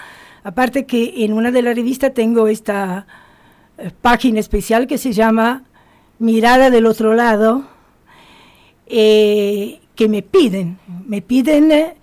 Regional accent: Sardinia, Italy; born there; Spanish is a second language; Nací en Cerdeña, rodeada del mar.

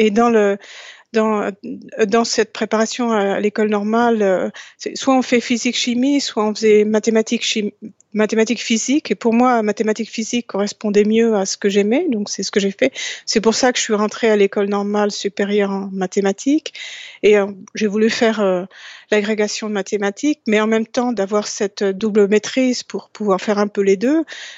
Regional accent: France; parce que je suis française et la découverte a été faite en France

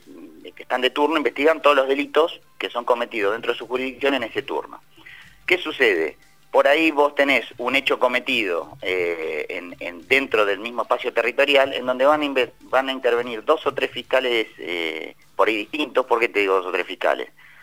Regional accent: Lomas de Zamora, Buenos Aires Province, Argentina; de donde soy oriundo, de Loma de Zamora.

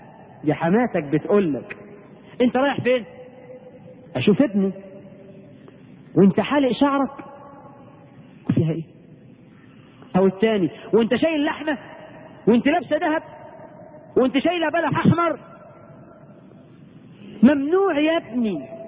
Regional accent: Egypt; احنا كمصريين

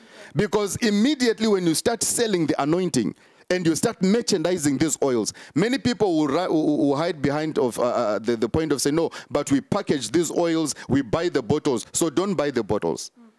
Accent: Zimbabwe; and I'm from Zimbabwe.

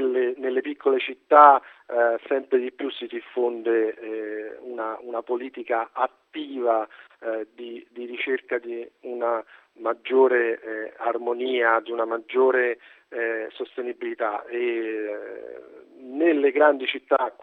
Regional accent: Rome, Lazio, Italy; Ma io sono romano, vivo a Roma

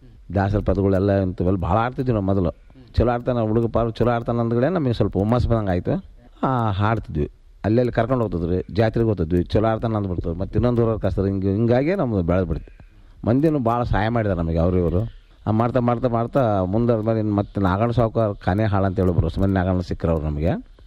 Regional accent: Tadkal, Karnataka, India; ಮೂಲ ಇದೆ ತಡ್ಕಲ್ ರೀ, ನಮ್ದು ಊರು

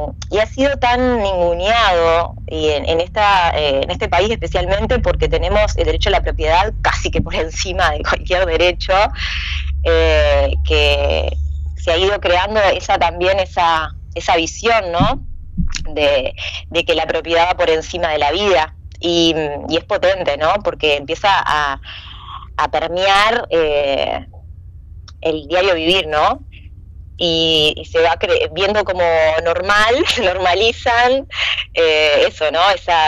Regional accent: San Carlos, Maldonado, Uruguay; also born or lived in Montevideo; Yo soy de San Carlos, me crié, o sea, nací en Montevideo, pero por circunstancias médicas, pero soy criada en San Carlos

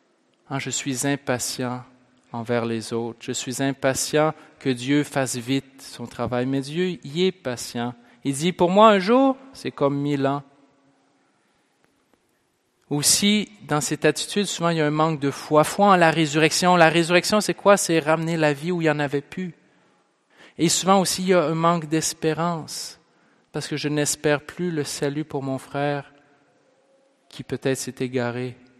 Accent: Pont-Rouge, Quebec, Canada; J'ai fait ça quand j'étais jeune, moi. Je viens de Pont-Rouge

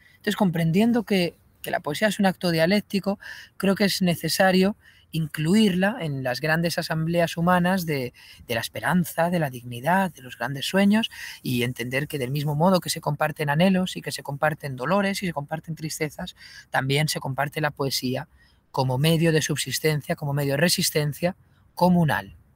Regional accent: Getafe, Community of Madrid, Spain; es verdad que soy de Getafe, tengo muy cerca esas cigüeñas de Alcalá

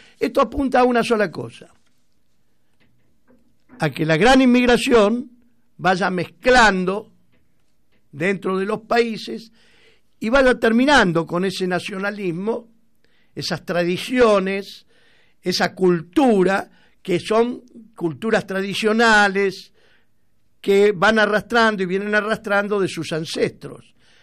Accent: Rosario, Santa Fe, Argentina; moved away; cuando voy a mi terruño, a Rosario. La angustia que me agarra cuando yo salgo de Rosario para volver acá.

